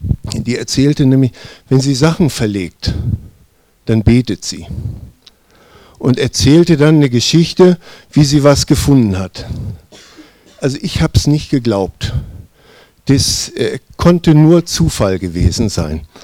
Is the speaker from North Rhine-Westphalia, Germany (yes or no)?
no; Hanover, Lower Saxony, Germany; moved away as an adult; now in Allgäu, Germany; 7 Jahren im Allgäu. Familie ist seit 6 Jahren mit hier im Allgäu. Ich bin Wirtschaftsflüchtling, also bin aus Hannover gekommen.